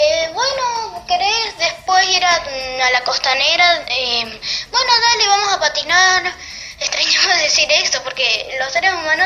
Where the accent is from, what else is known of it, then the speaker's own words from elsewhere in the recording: Paraná, Entre Ríos, Argentina; soy de Paraná, Entre Ríos